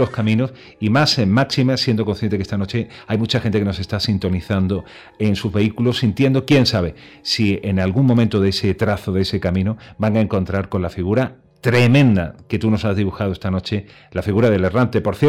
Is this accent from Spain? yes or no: yes; Spain; somos españoles, amigo